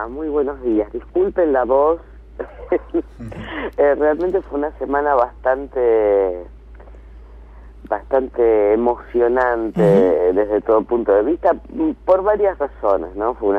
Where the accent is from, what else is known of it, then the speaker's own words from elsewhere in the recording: Argentina; sino de orgullo como argentina